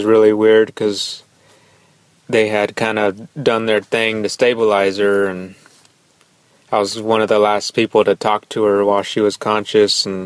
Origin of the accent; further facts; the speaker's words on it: San Antonio, Texas, United States; I'm from San Antonio, Texas.